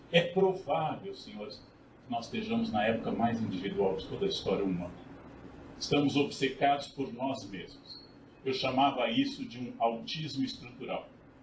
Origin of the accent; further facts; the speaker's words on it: Rio Grande do Sul, Brazil; born there; ou pelo meu estado natal, RS, RS, RS, multiplicado, exaustão.